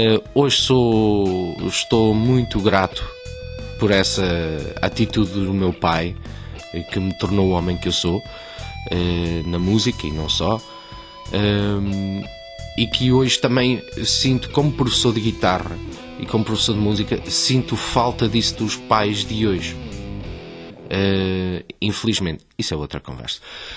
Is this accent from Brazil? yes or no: no; Australia; Ora, eu nasci na Austrália e sempre estudei música lá, sempre foi uma coisa que eu adorei desde pequenino.